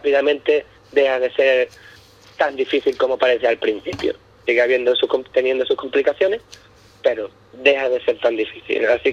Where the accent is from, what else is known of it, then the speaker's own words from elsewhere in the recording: Ubrique, Andalusia, Spain; now in Scotland, United Kingdom; Y yo verdaderamente confío y amo a mi pueblo más que nada, porque aquí en Escocia ya Ubrique lo conoce muchísima gente.